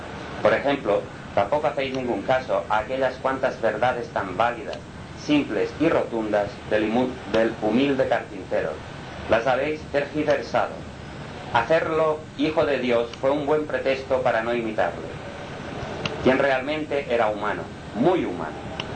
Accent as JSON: {"language": "Spanish", "country": "Spain", "said": "Como español que soy, ¿puedo contarlo?"}